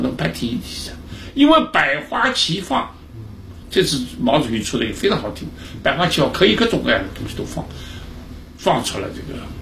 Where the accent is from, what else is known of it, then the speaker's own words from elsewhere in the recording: Shanghai, China; also born or lived in Hong Kong; 我们上海人是从小喜欢踢小象皮球。